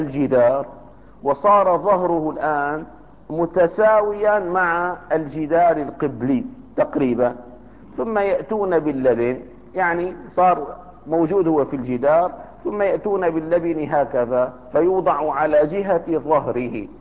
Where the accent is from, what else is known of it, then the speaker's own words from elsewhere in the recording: Damascus, Damascus Governorate, Syria; عندنا في دمشق لكفت أهل دمشق مرات ومرات